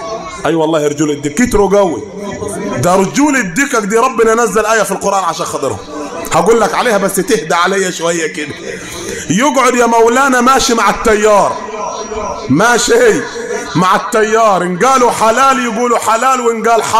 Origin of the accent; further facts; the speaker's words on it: Upper Egypt, Egypt; مع ان المثل ده احنا مش معترفين به عندنا في الصعيد